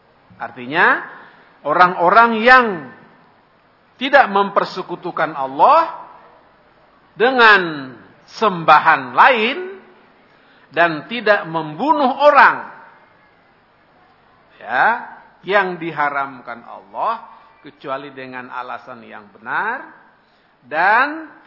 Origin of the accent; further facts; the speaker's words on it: Ciputat, Banten, Indonesia; kampung saya Ciputat, Jakarta Selatan, sekarang masuk Banten, Tangerang